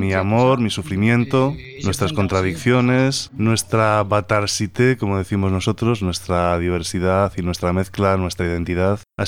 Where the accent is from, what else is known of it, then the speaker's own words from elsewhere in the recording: Réunion; Yo soy de La Reunión, de la Isla de La Reunión, donde se toca el maloya.